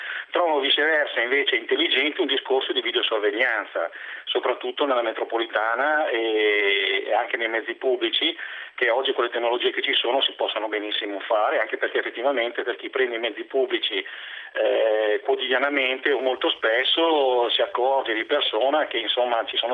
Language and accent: Italian; Milan, Lombardy, Italy; Premetto che io sono milanese da 5 generazioni